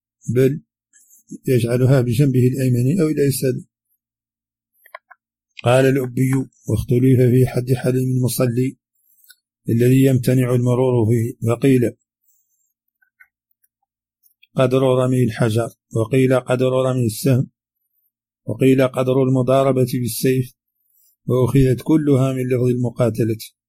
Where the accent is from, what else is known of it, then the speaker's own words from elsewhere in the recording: Mauritania; accent: Hassaniya; هذه كلمات من لهجتنا الحسانية وردت في هذا الشريط، قد لا يفهمها العربي الفصيح